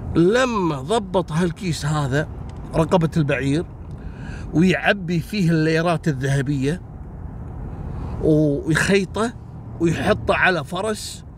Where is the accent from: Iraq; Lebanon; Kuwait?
Kuwait; هذا الرجم حتى عندنا في الكويت عندنا منطقة اسمها رجم خشمان،